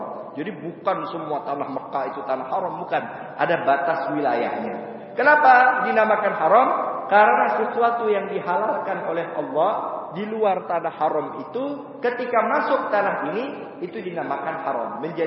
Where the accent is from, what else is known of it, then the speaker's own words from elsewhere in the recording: Pontianak, West Kalimantan, Indonesia; Kalau di Pontianak, saya dari Pontianak